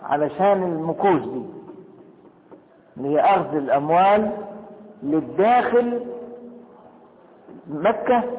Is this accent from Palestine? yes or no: no; Egypt; لكن انا دلوقتي مصري